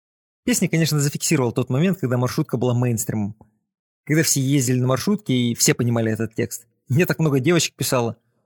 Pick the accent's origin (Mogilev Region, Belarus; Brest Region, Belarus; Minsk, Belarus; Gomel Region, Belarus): Mogilev Region, Belarus; Chausy; Я, белорус из маленького городка Чаусы, влияю на язык